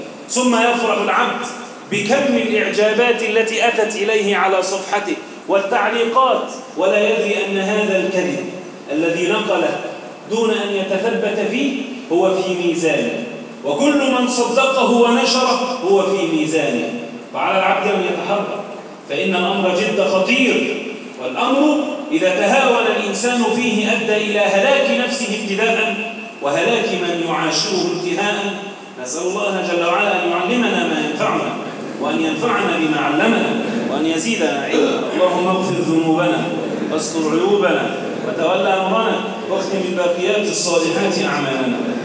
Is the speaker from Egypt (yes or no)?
yes; Egypt; اللهم احفظ بلدنا مصر وسائر بلاد